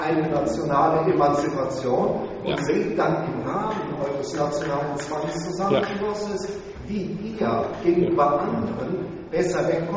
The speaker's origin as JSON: {"language": "German", "region": "Rhineland", "country": "Germany", "said": "das muss ich mal als Rheinländer sagen"}